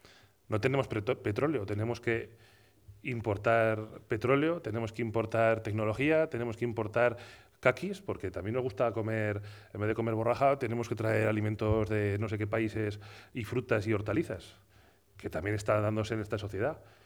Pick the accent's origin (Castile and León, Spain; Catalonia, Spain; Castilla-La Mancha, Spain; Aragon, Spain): Aragon, Spain; Almudévar; En mi pueblo, en Almudévar, prácticamente ya no queda ganado